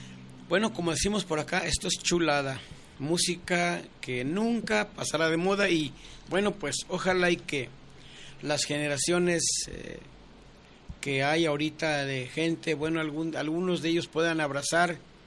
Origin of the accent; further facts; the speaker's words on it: Magdalena, Jalisco, Mexico; Yo soy de un pueblo que se llama Magdalena, Jalisco. Soy nativo de Magdalena, de Tequila adelantito, unos, ¿qué será?, 20 minutos más hacia Nogales.